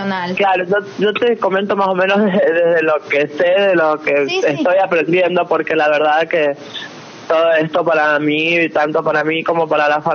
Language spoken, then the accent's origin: Spanish; San Juan, Argentina; yo soy oriunda de San Juan